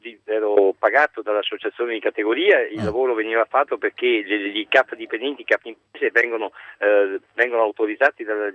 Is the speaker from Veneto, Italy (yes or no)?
yes; Venice, Veneto, Italy; now in Rome, Italy; Io sono da Venezia, sono venuto qui a Roma